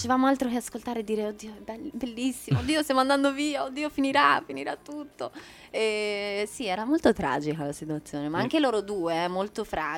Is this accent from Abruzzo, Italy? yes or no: no; Florence, Tuscany, Italy; la mia città, Firenze, perché io sono fiorentina, oltre che per metà americana, ho questa cittadinanza così regalata